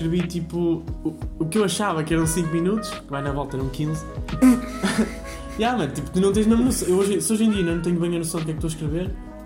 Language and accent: Portuguese; Vila Nova de Gaia, Porto, Portugal; Mas tenho uma data em Gaia, e eu fiz, eu sou de Gaia, ainda melhor.